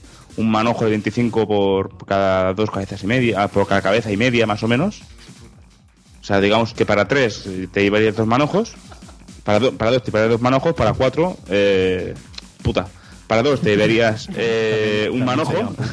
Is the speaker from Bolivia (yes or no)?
no; Catalonia, Spain; como catalán, me ofende mucho.